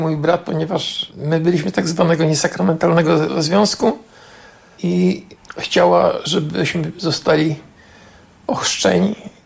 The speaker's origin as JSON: {"language": "Polish", "town": "Warsaw", "region": "Masovian Voivodeship", "country": "Poland", "tie": "born there", "said": "ja się urodziłem naprzeciwko kościoła, na ulicy Nowolipie 20A, na ostatnim piętrze."}